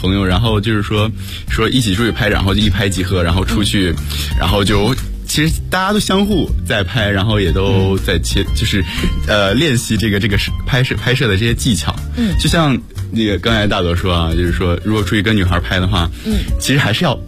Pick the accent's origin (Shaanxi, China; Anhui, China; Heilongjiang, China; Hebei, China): Shaanxi, China; Xi'an; 我是一个西安人啊，来自陕西西安。